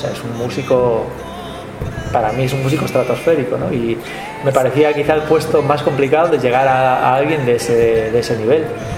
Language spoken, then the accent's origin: Spanish; Galicia, Spain; Ya el 50% ya somos gallegos, ¿no?